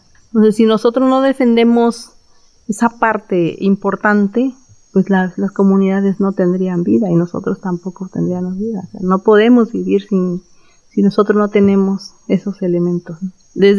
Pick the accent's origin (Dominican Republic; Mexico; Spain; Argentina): Mexico; Villa de Tututepec, Oaxaca; Yo soy de la Comunidad de la Luz. Pertenezco al municipio de Villa de Tututepec.